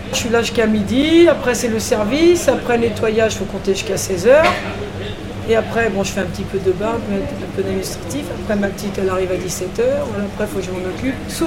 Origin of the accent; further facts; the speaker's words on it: Portugal; Non, c'est vrai que nous on est Portugais, de fait, mais on a toutes les nationalités.